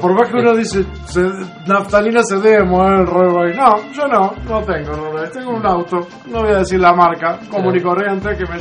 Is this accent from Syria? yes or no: no; Uruguay; yo como uruguayo